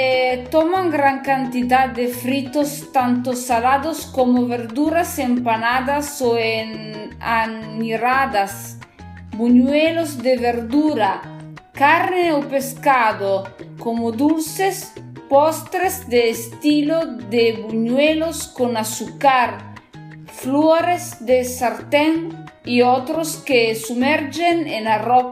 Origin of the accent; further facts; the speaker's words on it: northern Italy, Italy; Spanish is a second language; recuerdo que yo soy italiana, del norte de Italia. Estudio español sola